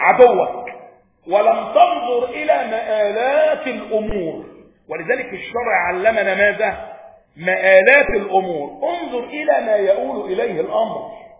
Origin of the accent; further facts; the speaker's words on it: Egypt; بيت المقدس بقى عندنا في مصر